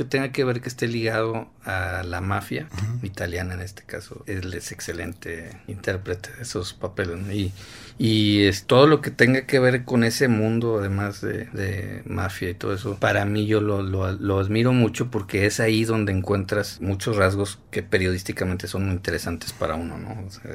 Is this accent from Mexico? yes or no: yes; Monterrey, Nuevo León, Mexico; Y yo, pues soy de Monterrey.